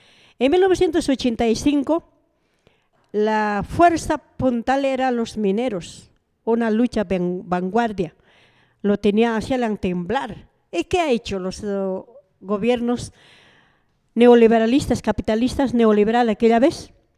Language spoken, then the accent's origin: Spanish; Bolivia; Estados Unidos está protegiendo a los que lo robaron a mi país, a los que nos mataron en mi país